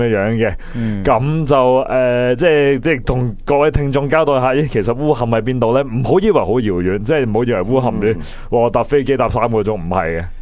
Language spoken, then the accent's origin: Cantonese; Hong Kong; 希望啦，我哋香港人啦，喺吃喝之余咧，都可以关心一下呢个离香港咁近嘅地方。